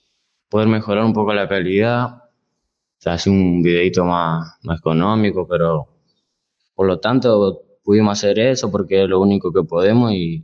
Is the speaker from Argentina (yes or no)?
yes; Argentina; porque somos argentinos y más que nada eso es lo que nos identifica hacia afuera